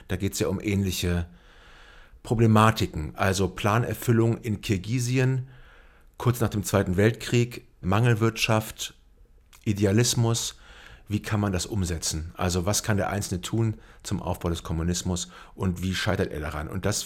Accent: West Germany, Germany; Ich komme aus dem Westen.

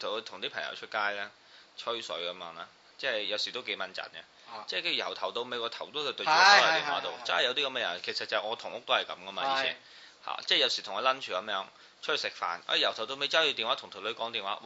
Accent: Beijing, China; 我哋因為佢咧係嗰度嘅人啦，即係我哋北京人啦

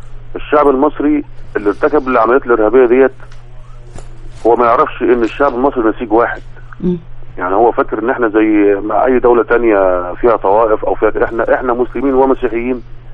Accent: Egypt; إحنا كمصريين أنا ما قابلتش واحد من الشباب

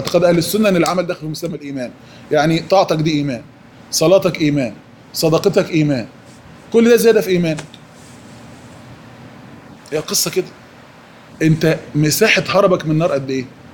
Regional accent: Egypt; السفهاء الفراعنة اللي عندنا في مصر دول

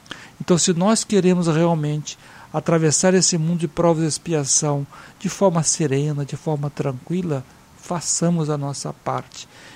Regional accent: Espírito Santo, Brazil; Eu me lembro lá no Espírito Santo, minha cidade natal

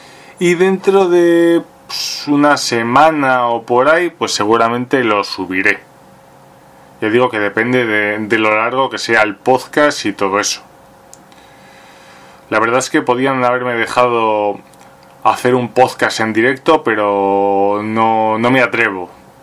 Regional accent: Burgos, Castile and León, Spain; La primera es quedarte aquí en Burgos muriéndote de asco, o marcharte a Madrid

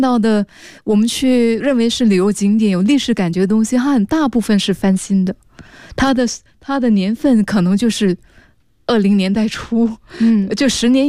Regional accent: Singapore; 我是新加坡人啊，

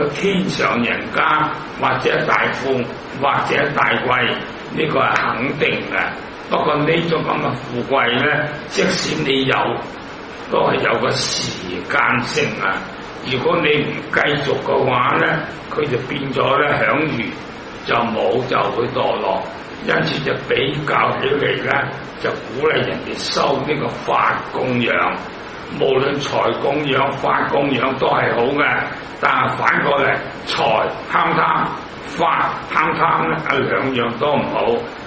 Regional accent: Hong Kong; 我都系香港人啦

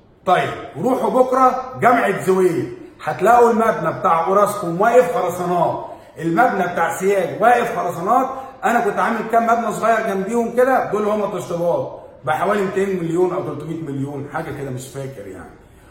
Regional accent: Egypt; اهم حاجه بالنسبه لنا احنا كمصريين كلمه الشعب

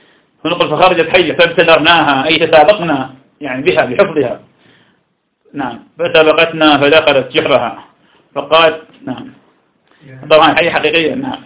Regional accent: Ramadi, Al Anbar, Iraq; الذي عندنا في الرمادي

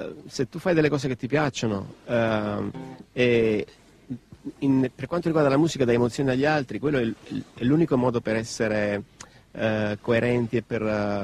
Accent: Naples, Campania, Italy; Io non sono proprio di Napoli. Sono della periferia di Napoli.

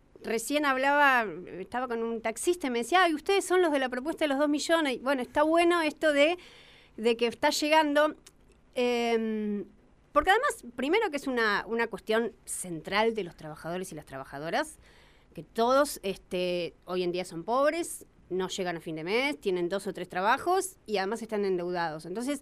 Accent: General Pico, La Pampa, Argentina; Yo soy de General Pico.

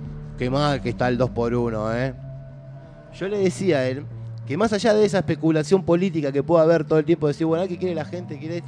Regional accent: Argentina; todos esa etapa la tenemos superada como argentinos

